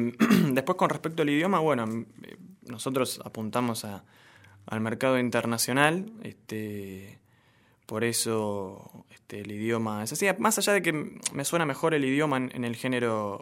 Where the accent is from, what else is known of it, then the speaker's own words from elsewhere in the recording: Barracas, Buenos Aires Province, Argentina; no solo soy de Barracas, sino que soy hincha de Barracas Central